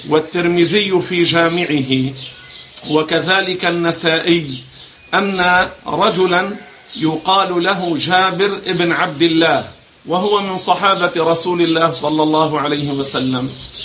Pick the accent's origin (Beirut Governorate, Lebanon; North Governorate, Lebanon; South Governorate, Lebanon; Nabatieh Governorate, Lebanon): Beirut Governorate, Lebanon; Beirut; نحن عندنا في بيروت مثلا لا نأكله